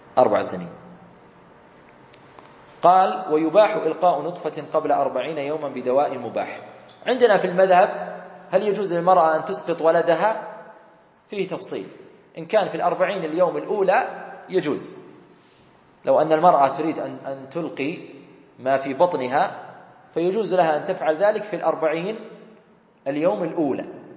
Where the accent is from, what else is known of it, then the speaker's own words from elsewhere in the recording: Saudi Arabia; وصارت مرة قضية هنا عندنا في السعودية، وصلت المحكمة